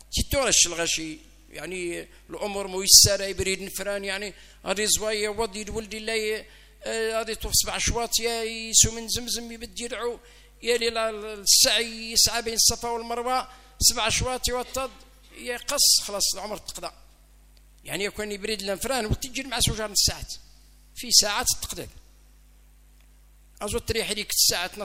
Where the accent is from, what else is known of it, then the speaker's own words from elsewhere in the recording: Algeria; بلادنا الجزائر ربي يحفظ الجزائر من شرقها إلى غربها ومن شمالها إلى جنوبها